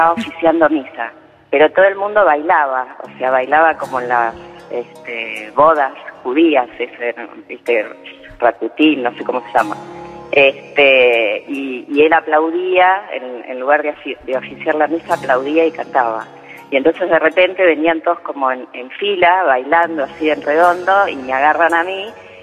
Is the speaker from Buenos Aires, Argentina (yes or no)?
yes; Buenos Aires, Argentina; De Belgrano